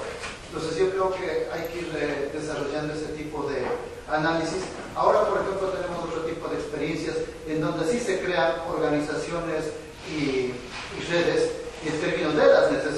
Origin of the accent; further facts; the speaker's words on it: Ecuador; now in Bilbao, Spain; yo soy de Ecuador y bueno, resido aquí en Bilbao